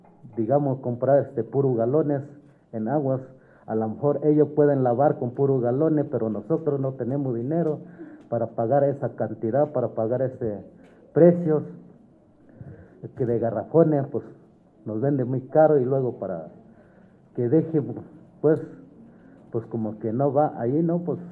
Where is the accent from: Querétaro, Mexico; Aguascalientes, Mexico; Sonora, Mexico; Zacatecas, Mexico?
Querétaro, Mexico; Santiago Mexquititlán; Yo soy uno de los compañeros de aquí, que vengo del pueblo de Santiago Mexitlán.